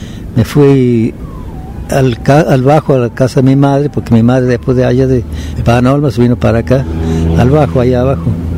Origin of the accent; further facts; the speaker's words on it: Nono, Córdoba, Argentina; also born or lived in Panaolma; Soy oriundo de Panaolma, nací en Panaolma un 28 de marzo de 1924. Y vine para Nono porque mi madre me dio, yo me crié acá con un señor de acá de Nono